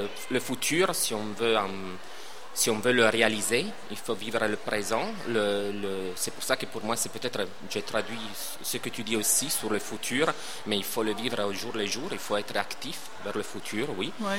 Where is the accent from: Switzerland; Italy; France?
Italy; moved away as an adult; quand je suis parti de l'Italie, j'avais 20 ans, et j'ai laissé tout un groupe d'amis